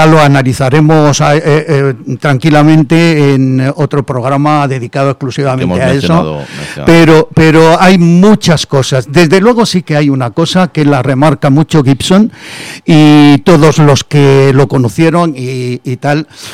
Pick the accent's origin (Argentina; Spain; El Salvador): Spain; Granada, Andalusia; Mi infancia en el Albaicín. Mi infancia, estuve hasta los 11 años, estuve en el Albaicín. A los 11 años nos mudamos al barrio de La Chana.